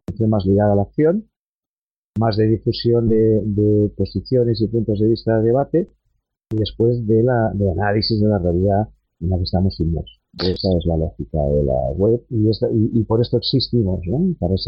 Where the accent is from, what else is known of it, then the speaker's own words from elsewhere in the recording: Barcelona, Catalonia, Spain; yo soy de Barcelona